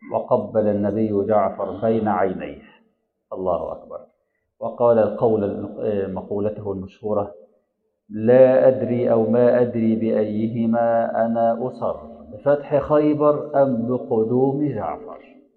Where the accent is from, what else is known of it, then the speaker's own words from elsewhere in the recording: Egypt; وفي ناس في المدينه المنوره وفي ناس عندنا في مصر ما عرفوش اللي حصل